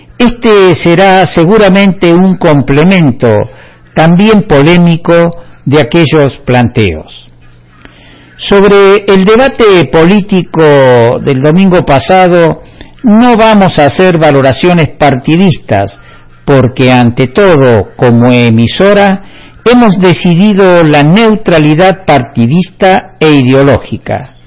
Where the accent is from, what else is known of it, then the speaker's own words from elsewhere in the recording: Argentina; Somos conscientes los argentinos que en las competencias debiera ganar el mejor y no esperar ver perder al peor.